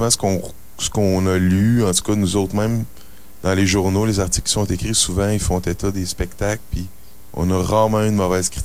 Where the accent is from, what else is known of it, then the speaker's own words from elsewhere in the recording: Montreal, Quebec, Canada; peut-être aussi parce que c'est plus exotique, on vient de Montréal, tu sais, puis la ville de Montréal a une bonne réputation